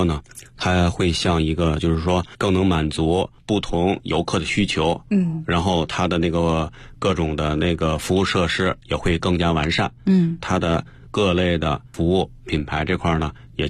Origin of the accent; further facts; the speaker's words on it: Beijing, China; 咱们北京人